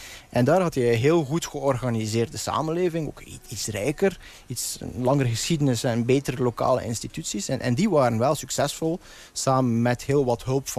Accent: Belgium; now in Netherlands; En toen ik in 2016 als Belg aankwam in Nederland, zag ik eigenlijk heel veel gelijkenissen.

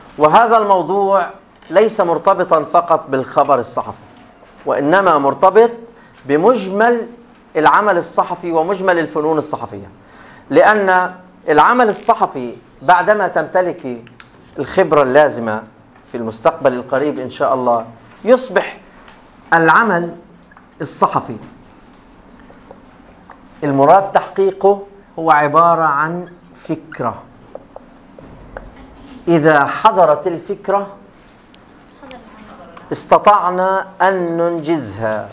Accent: Palestine; المسار الأول والأهم لاهتماماتنا إحنا كفلسطينيين الشأن الفلسطيني

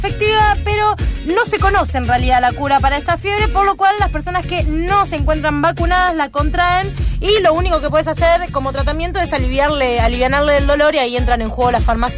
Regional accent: Buenos Aires, Argentina; Somos profundamente porteños, es algo que no está bueno.

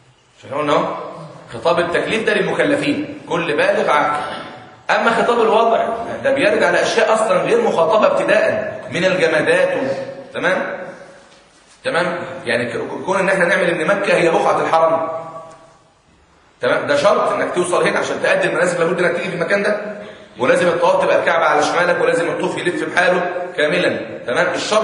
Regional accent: Egypt; يعني عندنا في مصر مثلا 10 سنين لسه ما بلغش

